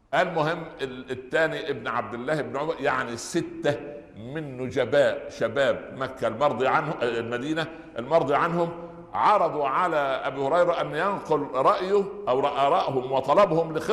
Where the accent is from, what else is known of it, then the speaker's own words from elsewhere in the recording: Upper Egypt, Egypt; جاء زيارة للقاهرة، احنا من الصعيد